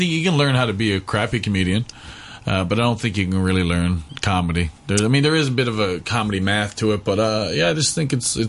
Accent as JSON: {"language": "English", "region": "Newfoundland and Labrador", "country": "Canada", "said": "I'm from Newfoundland, Canada, and there was no comedy in my hometown, no stand-up at all."}